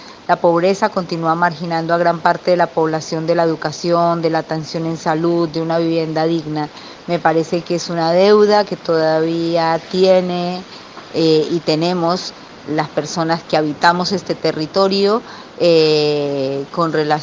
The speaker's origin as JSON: {"language": "Spanish", "country": "Colombia", "moved": "yes", "lives_now": "Buenos Aires, Argentina", "said": "soy colombiana y vivo en Argentina hace 10 años. Hago parte de la Asamblea de Colombianos en Buenos Aires. Bueno, desde mi condición de migrante colombiana"}